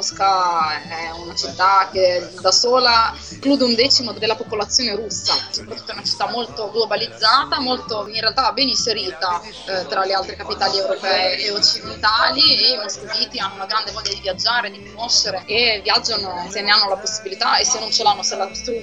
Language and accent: Italian; Rapallo, Liguria, Italy; io sono di una piccola città del nord Italia, della provincia di Genova, si chiama Rapallo.